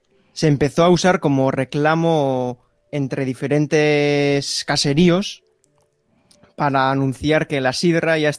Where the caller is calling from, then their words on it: Basque Country, Spain; Yo desde un pueblito cerca de Donosti, en Euskal Herria, al norte de España, vamos a decir.